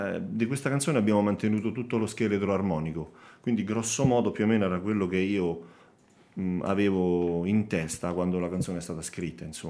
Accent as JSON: {"language": "Italian", "town": "Petrella Salto", "region": "Lazio", "country": "Italy", "also_born_or_lived": "Rome", "said": "Io vengo da Petrella Salto, quindi i miei genitori sono originari di lì, anche se io sono nato a Trastevere perché per via del lavoro che faceva all'epoca mio padre. E quindi io vivo da 20 anni ormai in maniera stabile in un paese dell'Appennino laziale, a un'oretta da Roma."}